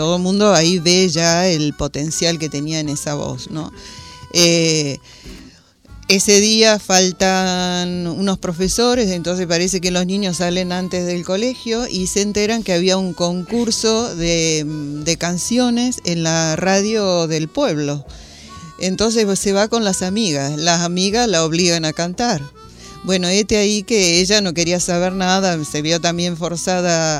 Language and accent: Spanish; Argentina; inclusive nosotros que somos argentinos